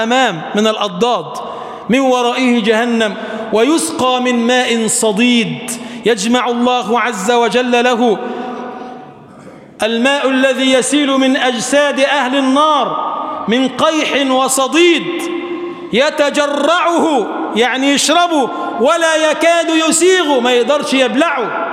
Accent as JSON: {"language": "Arabic", "country": "Egypt", "said": "اجعل بلدنا مصر بلدا آمنا مطمئنا"}